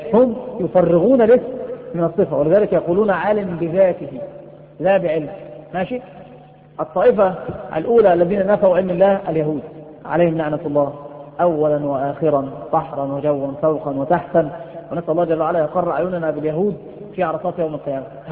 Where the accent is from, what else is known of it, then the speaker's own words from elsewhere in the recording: Egypt; ناس عندنا في مصر بيفتحوا المندل